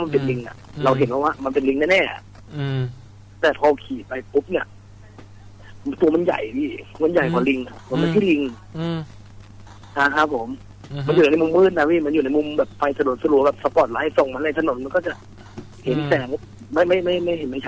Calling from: Ratchaburi, Thailand; ราชบุรีเลยครับ

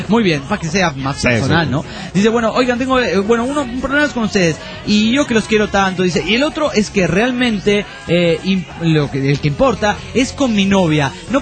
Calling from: Badalona, Catalonia, Spain; de Badalona, Barcelona, España.

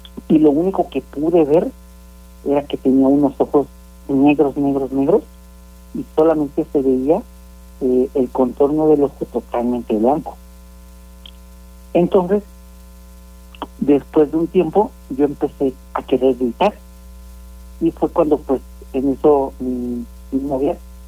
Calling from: San Miguel de Allende, Guanajuato, Mexico; De aquí de San Miguel de Allende, de prácticamente Insurgentes.

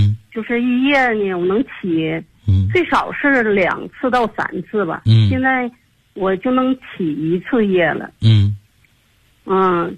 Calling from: Tianjin, China; 我来自天津河西区。

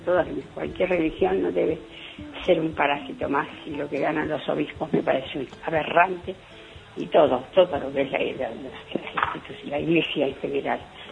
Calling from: Martínez, Buenos Aires Province, Argentina; soy de acá de Martínez y los escucho siempre.

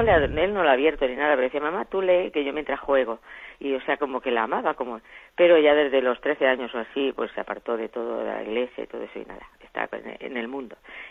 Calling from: Albacete, Castilla-La Mancha, Spain; de Albacete, una seguidora diaria suya

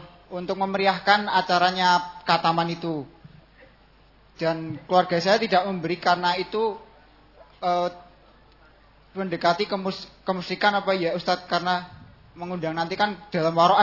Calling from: Temanggung, Central Java, Indonesia; Ini pertanyaan dari saya dari Temanggung, Pak.

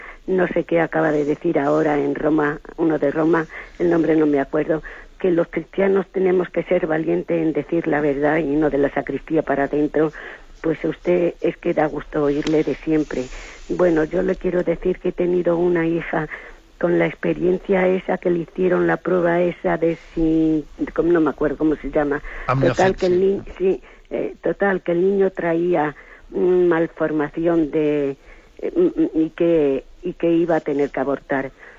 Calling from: Madrid, Community of Madrid, Spain; Soy de Madrid

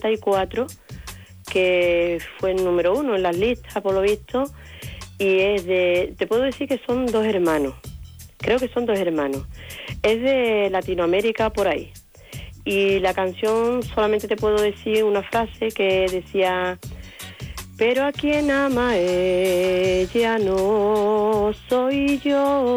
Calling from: Seville, Andalusia, Spain; de Sevilla.

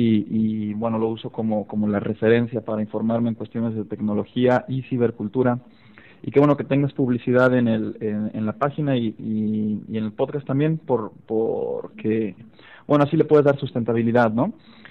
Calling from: Aguascalientes, Mexico; de Aguascalientes, México.

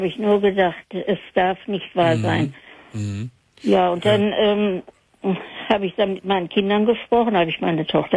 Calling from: North Rhine-Westphalia, Germany; Ja, ich komme hier aus Hörde.

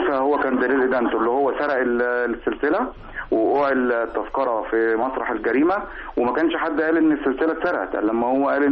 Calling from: Khanka, Qalyubia, Egypt; من القليوبيه مركز الخنج

